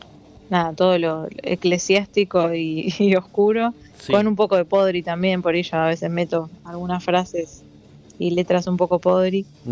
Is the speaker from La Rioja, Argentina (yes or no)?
no; Chascomús, Buenos Aires Province, Argentina; viste que yo soy de Chascomús